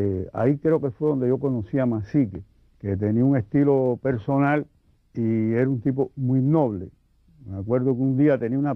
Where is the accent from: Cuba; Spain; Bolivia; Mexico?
Cuba; soy el primer cubano que dicen los críticos que ilustró el Quijote.